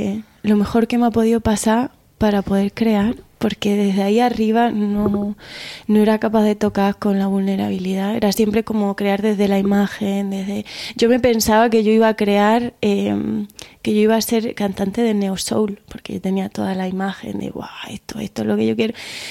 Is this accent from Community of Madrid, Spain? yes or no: no; Andalusia, Spain; vengo de un pueblo de Almería chiquitillo donde ahí te la pelea o te la pelea